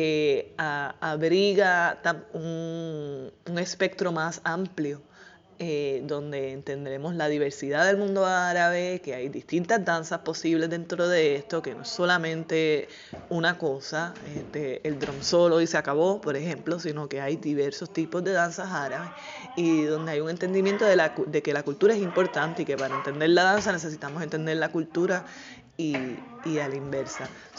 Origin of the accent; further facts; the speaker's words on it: Puerto Rico; eso es algo que yo lo he visto desarrollándose en mi país en los últimos años